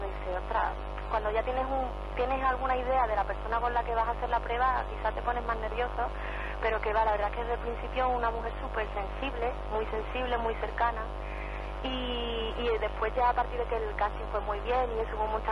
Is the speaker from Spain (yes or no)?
yes; Seville, Andalusia, Spain; Pues bueno, pues yo vengo de Sevilla, soy andaluza, aunque en la peli no se nota mucho.